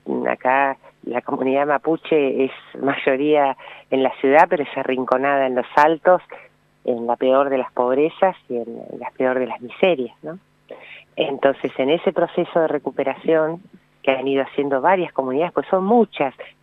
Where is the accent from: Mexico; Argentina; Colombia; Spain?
Argentina; Bahía Blanca, Buenos Aires Province; Yo soy de Bahía Blanca, solía venir de jovencita mucho a Bariloche